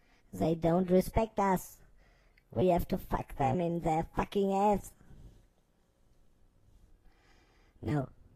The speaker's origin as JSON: {"language": "English", "country": "Germany", "said": "I'm from Germany. I'm 36 years old"}